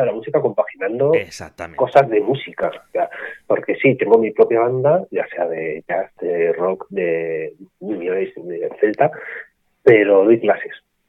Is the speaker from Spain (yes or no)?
yes; Madrid, Community of Madrid, Spain; Soy un músico de Madrid, músico aficionado, ahora mismo no soy profesional.